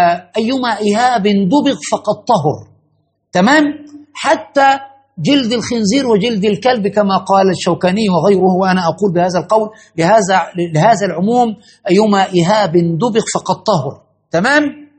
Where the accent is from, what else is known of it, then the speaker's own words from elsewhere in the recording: Cairo, Cairo Governorate, Egypt; على شط النهر عندنا في القاهرة